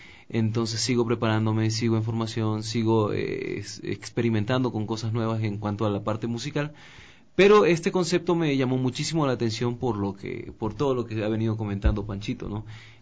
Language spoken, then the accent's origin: Spanish; Pasaje, El Oro, Ecuador; now in Quito, Ecuador; Entonces vengo desde mi provincia. Yo soy de Pasaje de las Nieves, entonces ya venía trabajando con orquestas